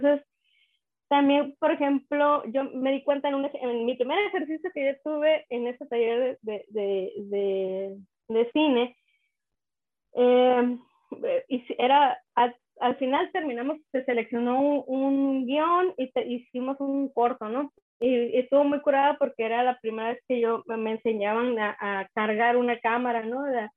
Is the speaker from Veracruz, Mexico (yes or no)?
no; Isla de Cedros, Baja California, Mexico; born there; En un proyecto que tengo de Isla de Cedros, que es el lugar donde yo nací.